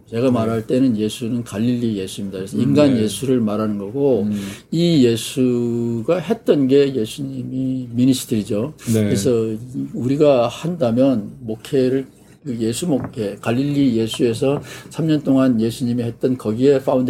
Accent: East Coast, South Korea; 제가 어렸을 때 동해안에서 살았기 때문에 무당 문화에 친숙해요.

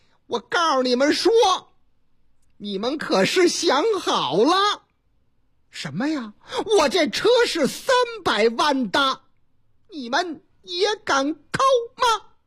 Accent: Yubei, Chongqing, China; 话说是在重庆市啊，我老家三村重庆渝北区有个菜市场

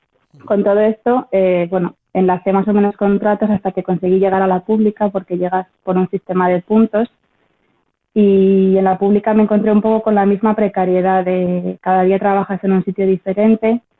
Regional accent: Madrid, Community of Madrid, Spain; now in Bristol, United Kingdom; soy una enfermera de Madrid y actualmente me encuentro viviendo y trabajando en Bristol, en un hospital en Inglaterra.

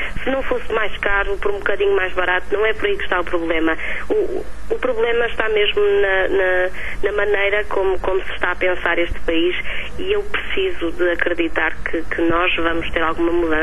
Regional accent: Portugal; E eu sou portuguesa, por isso vou cantar em português.

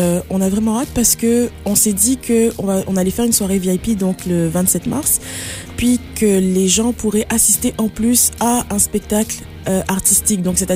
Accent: France; moved away as an adult; now in Canada; je viens de France. J'ai fait le Conservatoire National de Région. Je suis allée ensuite à Paris, au Supérieur de Paris, pour me performer, donc pendant 9 ans.

